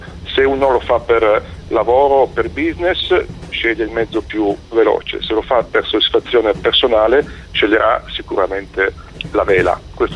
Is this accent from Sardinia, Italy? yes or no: yes; Sardinia, Italy; Per andare da Genova alla Sardegna, peraltro anche la mia terra d'origine